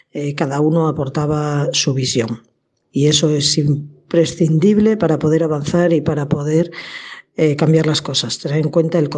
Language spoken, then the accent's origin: Spanish; Santander, Cantabria, Spain; born there; nací en Santander hace 46 años y allí estudié medicina en la Universidad de Cantabria. Justo 4 meses después de acabar medicina entré en la Congregación de Esclavas del Sagrado Corazón a la que pertenezco